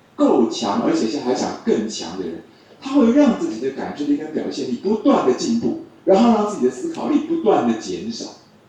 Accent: China; 我们中国人觉得很像一个草木发芽的样子

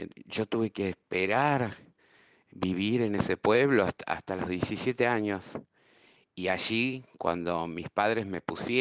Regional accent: Argentina; also born or lived in Europe; salí de Europa despavorida. Había sido un fracaso la experiencia europea. Fueron 10 años. Entonces, cuando retorné a la Argentina

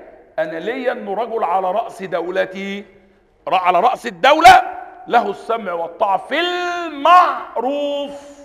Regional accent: Upper Egypt, Egypt; واحنا عندنا في الصعيد، لو واحد قتل واحد واتسجن ولا حاجة

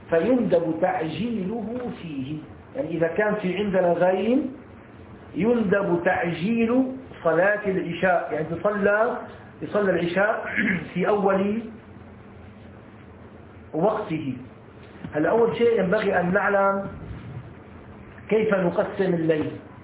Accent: Egypt; هلا عندنا في مصر تغرب الساعة 6

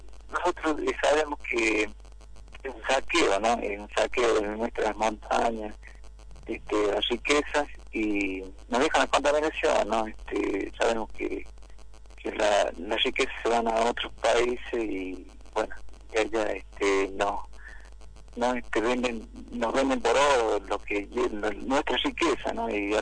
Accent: Tinogasta, Catamarca, Argentina; born there; y soy nacido en Tinogasta

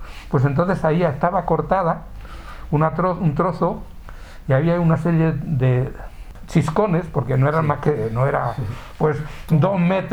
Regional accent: Alaejos, Castile and León, Spain; De Alaejos. El 80% de la gente que sale de Alaejos, casi todo va al norte.

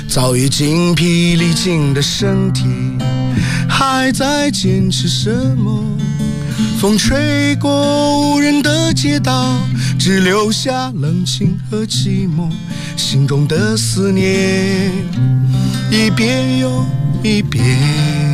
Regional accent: Xinjiang, China; now in Beijing, China; 然后我出生在新疆，长在新疆。

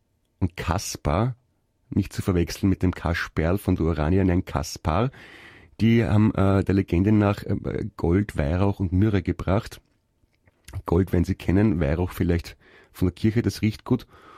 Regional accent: Naples, Campania, Italy; accent: Neapolitan; first language Italian; German is a second language; Ja, meine Damen und Herren, das war eine Begrüßung meiner Muttersprache, dem Italienischen, mit einem Einschlag ein bisschen aus Neapel. Da haben wir ein bisschen einen anderen Akzent als in Süditalien bzw. als in Rom.

